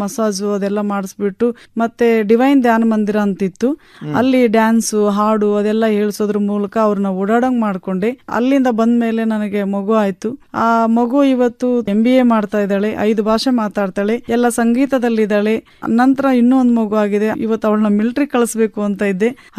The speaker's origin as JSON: {"language": "Kannada", "town": "Betkaduru", "region": "Karnataka", "country": "India", "tie": "born or raised there", "said": "ನನ್ನ ಬಾಲ್ಯ ಜೀವನ ಅಂತೂ ಬೆಟ್ಕಡೂರು ಗ್ರಾಮದಲ್ಲಿ ಪ್ರಾಥಮಿಕ ಶಾಲೆ, ನಂತರ ಹಿರಿಯ ಪ್ರಾಥಮಿಕ ಶಾಲೆ ತಾಳಿಕಟ್ಟೆ ಅಂತ, ಹೈಸ್ಕೂಲು ಚನ್ನಗಿರಿ ಅಂತ, PUC ಶಿವಮೊಗ್ಗ."}